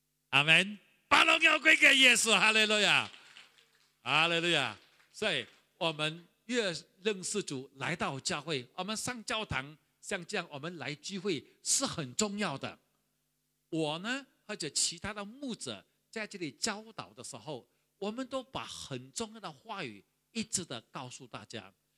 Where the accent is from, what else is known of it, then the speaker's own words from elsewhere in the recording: Sarawak, Malaysia; 我还记得我小的时候是住在河边，我是沙拉瓦人，住在一个小地方叫做西里街，相信很多人都没有听过。